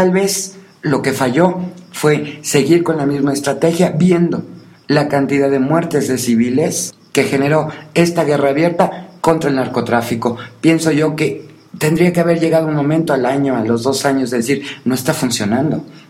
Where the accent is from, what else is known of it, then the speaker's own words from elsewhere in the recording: Mexico; todos somos mexicanos y todos somos parte de un país